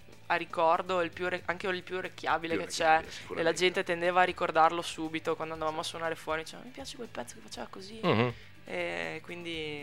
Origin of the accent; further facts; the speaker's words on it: Mogliano Veneto, Veneto, Italy; Sì, sì, io sono di Mogliano